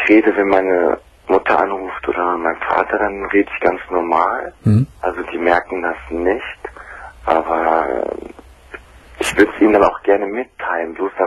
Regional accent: Germany; born there; Ich bin auch hier in Deutschland geboren.

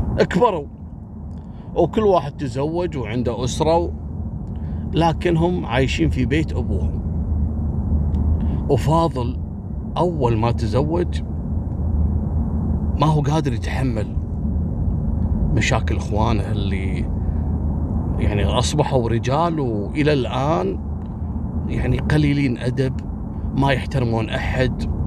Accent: Kuwait; فكل الدول في العالم مرحب فيها عندنا في الكويت

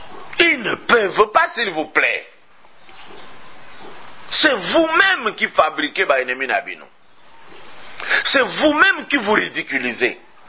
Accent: Katanga, DR Congo; Quand je suis chez moi au Katanga, j'arrive à Kasumbalesa

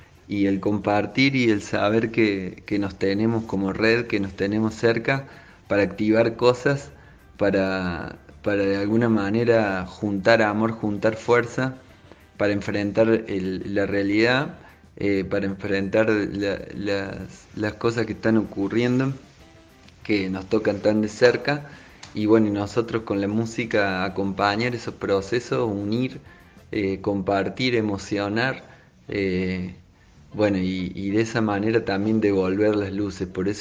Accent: Córdoba, Argentina; born there; also born or lived in Madrid; y, bueno, y estamos tocando. Primero nacimos acá en Córdoba y nos mudamos al toque a vivir 5 años en Madrid.

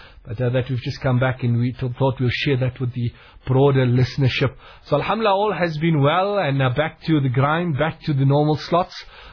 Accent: Port Elizabeth, Eastern Cape, South Africa; from people within my hometown in Port Elizabeth

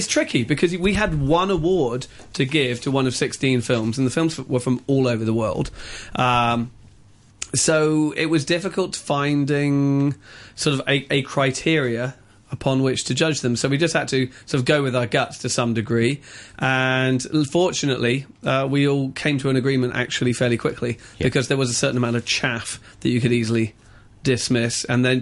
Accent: Brighton, South East England, United Kingdom; I come from Brighton.

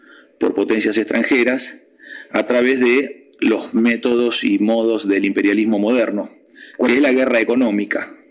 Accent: Argentina; como hijos de Dios que somos los argentinos, el poder que emana de Dios reposa sobre el pueblo

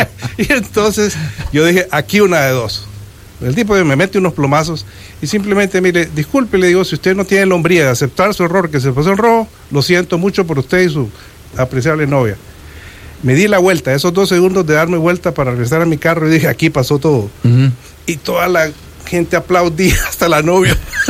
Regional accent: Washington, District of Columbia, United States; Desde que yo crecí en Washington D.C., agarraba las dos cucharas de palo

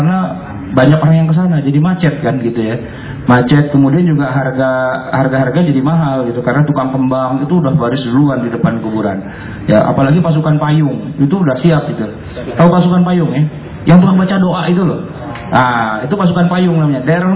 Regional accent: Jakarta, Indonesia; kalau saya nih orang Betawi

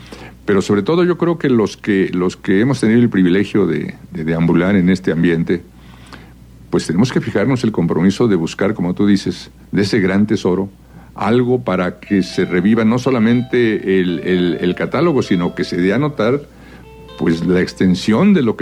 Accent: Mexico; yo creo que vamos todos a ganar como mexicanos y como diletantes de la buena música

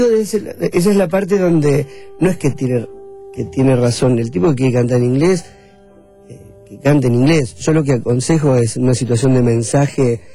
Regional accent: La Plata, Buenos Aires Province, Argentina; born there; En La Plata.

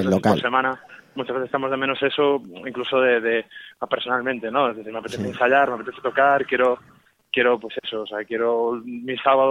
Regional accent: Vigo, Galicia, Spain; los 4 en este caso somos todos de Vigo

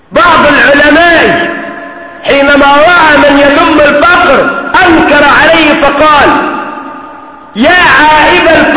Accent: Egypt; اللي احنا بنسميها كمصريين اتكرع يعني

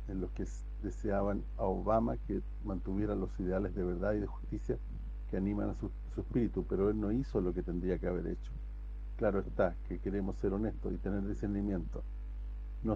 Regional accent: Italy; yo soy italiano hasta la médula, además de ser un ciudadano de la tierra.

